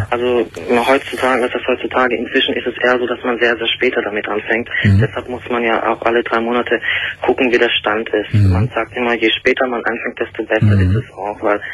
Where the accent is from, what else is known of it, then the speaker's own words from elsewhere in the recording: Turkey; now in Germany; Na gut, ich bin Türke.